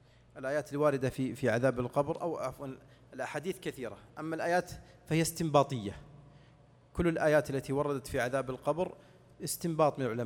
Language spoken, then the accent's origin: Arabic; Saudi Arabia; مثل الآن عندنا في السعودية الآن أيام مضت